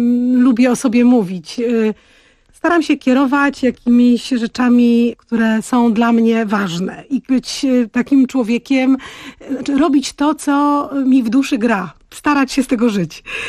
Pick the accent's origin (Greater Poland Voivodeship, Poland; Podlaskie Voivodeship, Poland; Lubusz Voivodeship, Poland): Podlaskie Voivodeship, Poland; Białystok; Jestem dziewczyną z Białegostoku, gdzie poczucie humoru podlaskie takie jest takie właśnie konkretne, specyficzne.